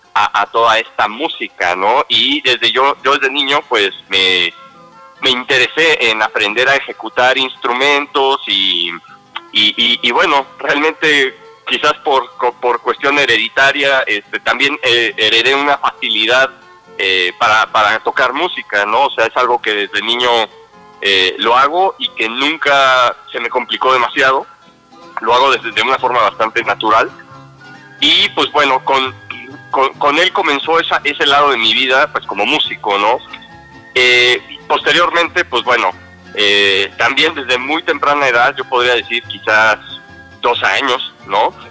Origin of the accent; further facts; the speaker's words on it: Mexico; forjar un reconocimiento hacia lo que es mi identidad como mexicano